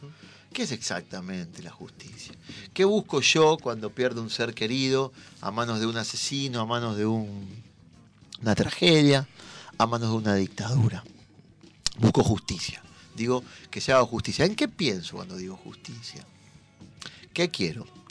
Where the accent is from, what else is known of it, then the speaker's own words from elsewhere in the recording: Avellaneda, Buenos Aires Province, Argentina; Nosotros que somos de Avellaneda